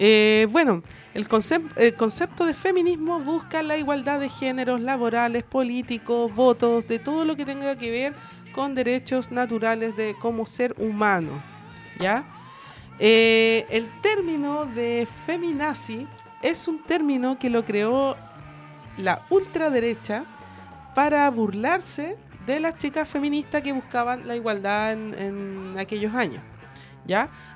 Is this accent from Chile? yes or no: yes; Graneros, O'Higgins, Chile; ya que soy de Graneros, y con el toque de queda no había locomoción